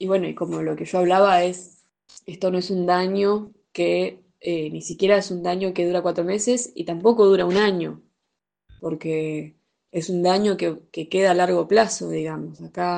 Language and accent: Spanish; Chubut, Argentina; el sector de la Rinconada, que es donde yo nací y me crié